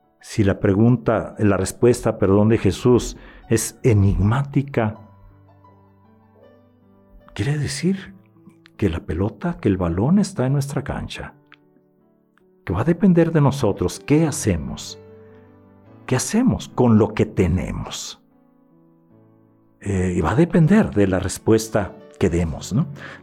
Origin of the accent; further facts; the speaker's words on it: Granados, Sonora, Mexico; Los saludo desde mi tierra, desde Granados, Sonora.